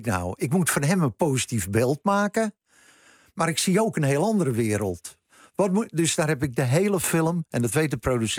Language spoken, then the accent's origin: Dutch; Beverwijk, North Holland, Netherlands; Dus ik dacht meteen aan de kerk in Beverwijk, waar ik vandaan kom...